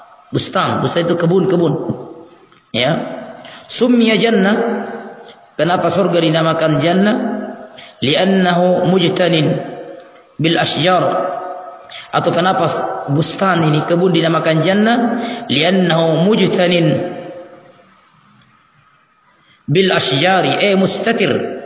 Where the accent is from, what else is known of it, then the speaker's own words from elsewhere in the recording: Polewali Mandar, West Sulawesi, Indonesia; also born or lived in Lakawalisan; Saya lahir di Polmas.